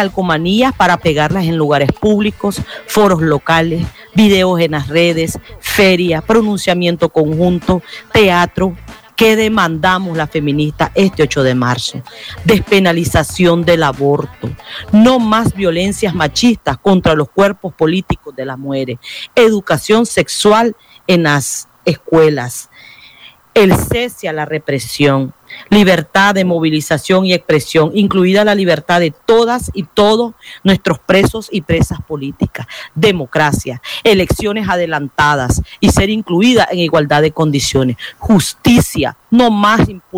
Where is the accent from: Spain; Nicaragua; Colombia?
Nicaragua; del colectivo de Mujeres 8 de Marzo. Soy activista feminista nicaragüense.